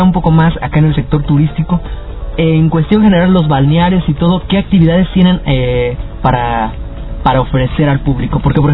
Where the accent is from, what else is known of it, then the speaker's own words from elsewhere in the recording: Guandacareo, Michoacán, Mexico; yo, que soy de aquí de Guandacareo